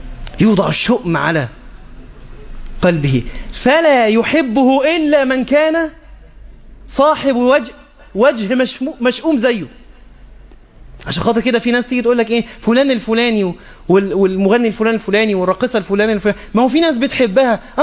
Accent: Egypt; مش ممكن بالذات حتى عندنا في مصر الأمر مبالغ فيه

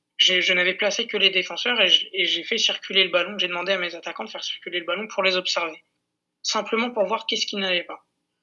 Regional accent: Corsica, France; Moi je suis d'origine corse. Je suis originaire de la région de la Castaniche.

